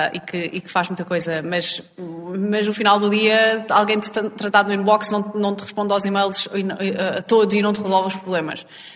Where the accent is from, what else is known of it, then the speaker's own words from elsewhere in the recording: Fátima, Centro, Portugal; ir até à terrinha, que eu sou de Fátima